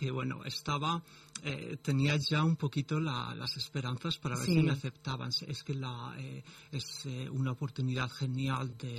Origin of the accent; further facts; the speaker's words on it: Spain; now in United Kingdom; Sí, yo es que me fui muy pronto de España, me fui para el Reino Unido y allí tuve oportunidad pues de conocer bastantes mosaístas y también de viajar un poco.